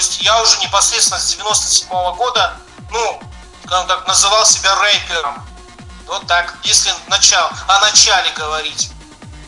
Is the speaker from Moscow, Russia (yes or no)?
no; Nizhnevartovsk, Khanty-Mansi Autonomous Okrug, Russia; also born or lived in Zvenigorodka, Ukraine; я родом с Украины, Черкасская область, город Звенигородка. Такой маленький городок. И получается, в 84-м году я с родителями переехал уже в город Нижневартовск. Это ХМАО, Тюменская область. И там всю сознательную жизнь прожил до 2000 года.